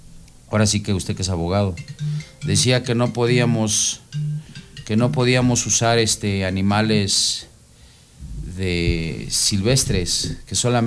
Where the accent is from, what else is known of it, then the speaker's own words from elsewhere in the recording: Mexico; Nosotros somos mexicanos y podemos habitar en China. Nuestra hábitat es México